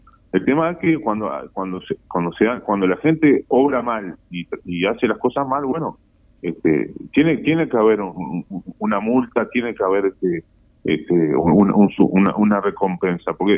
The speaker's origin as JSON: {"language": "Spanish", "country": "Uruguay", "said": "como ciudadano, como uruguayo, tenemos que tener en cuenta."}